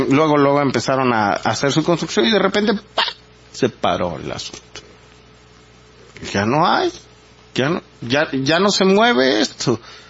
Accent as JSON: {"language": "Spanish", "country": "Mexico", "said": "querer sorprendernos a nosotros como mexicanos diciendo esa palabra"}